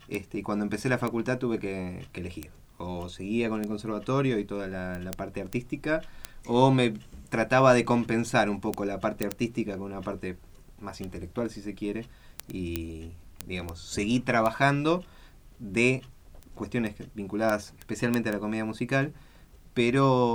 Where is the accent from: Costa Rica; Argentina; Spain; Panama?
Argentina; Argentino, sí. Nací en el hospital italiano.